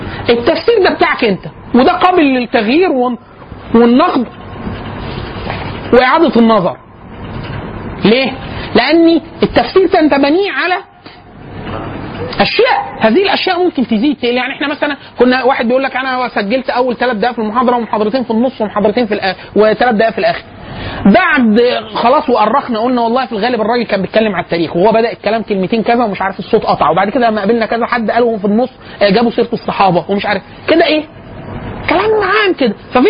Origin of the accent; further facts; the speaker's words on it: Egypt; قال لي انت منين؟ فقلت له انا من مصر